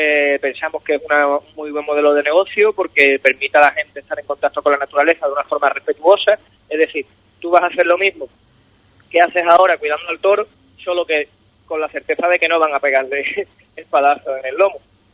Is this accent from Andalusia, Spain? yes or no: yes; Cádiz, Andalusia, Spain; soy abogado. Yo soy de Cádiz, he vivido casi toda mi vida aquí, quitando unos 5 o 6 años que viví entre Medina y Chiclana, en el Berrueco concretamente